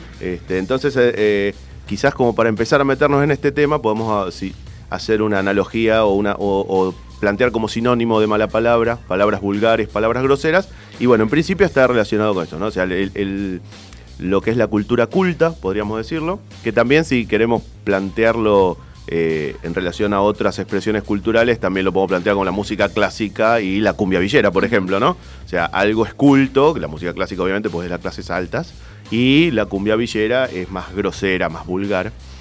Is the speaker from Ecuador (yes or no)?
no; Argentina; somos argentinos y a mucha honra.